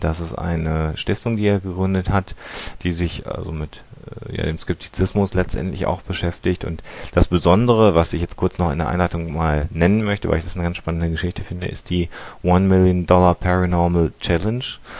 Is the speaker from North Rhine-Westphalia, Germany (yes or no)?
yes; Münster, North Rhine-Westphalia, Germany; Kurze Sache, wir kommen aus Münster